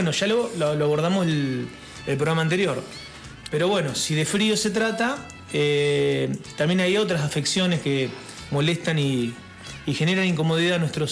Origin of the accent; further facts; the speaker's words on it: Los Toldos, Buenos Aires Province, Argentina; por lo menos en mi pueblo, en Los Toldos, lo limpia muy bien